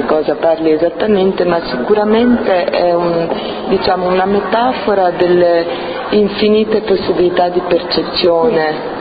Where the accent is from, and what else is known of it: Rome, Lazio, Italy; born there